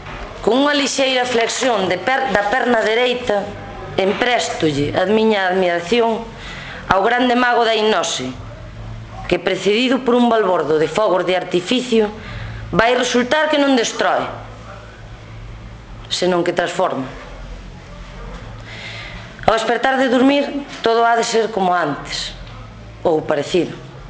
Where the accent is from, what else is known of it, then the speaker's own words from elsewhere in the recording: Andrade, Galicia, Spain; son de Andrade, son de fora, son do Ribeiro.